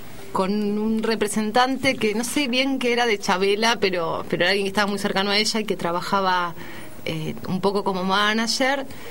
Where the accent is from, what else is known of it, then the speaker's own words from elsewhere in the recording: Argentina; le gustó el grupo y nos convocó como representantes argentinas para este proyecto